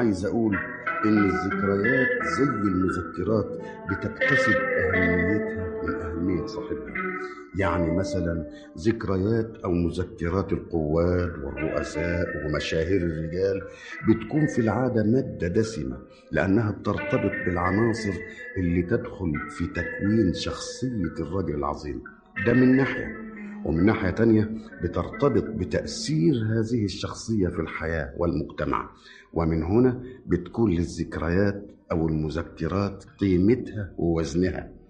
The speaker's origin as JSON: {"language": "Arabic", "town": "Damietta", "region": "Damietta Governorate", "country": "Egypt", "tie": "born there", "said": "انا ولدت في دمياط في 22/12 سنه 1908."}